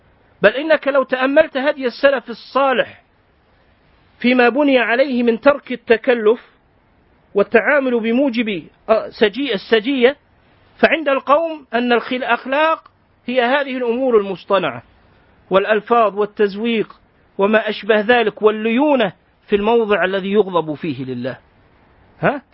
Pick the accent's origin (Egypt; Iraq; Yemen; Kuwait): Kuwait; اليوم خطبة الجمعة عندنا في الكويت الرسمية التي أذيعت في المذياع